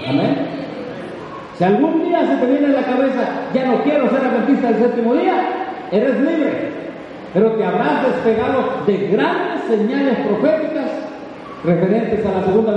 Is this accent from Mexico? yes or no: yes; Mexico; Bueno, todos somos vecinos de Estados Unidos, somos mexicanos.